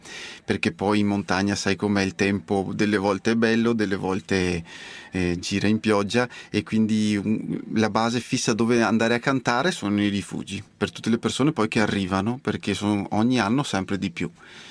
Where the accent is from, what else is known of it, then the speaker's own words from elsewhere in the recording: Sant'Orso, Veneto, Italy; Io arrivo da Sant'Orso, che è in provincia di Vicenza, al nord del Vicentino, proprio dove iniziano le piccole Dolomiti, e arrivo da lì.